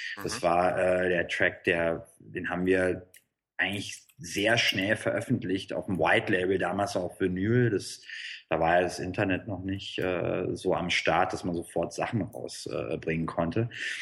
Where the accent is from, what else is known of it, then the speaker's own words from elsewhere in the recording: Berlin, Germany; Ich komme aus Berlin. Da ging halt viel los in den 90ern.